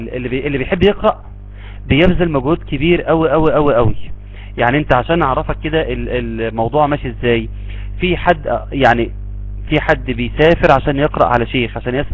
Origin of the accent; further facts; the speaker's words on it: Egypt; الشيخ ده عندنا في مصر